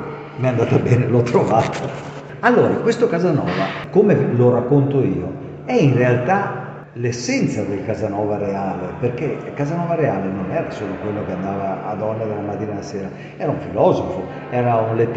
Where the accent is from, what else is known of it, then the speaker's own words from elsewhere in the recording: Veneto, Italy; io sono veneto e voglio un altro veneto che mi fa la copertina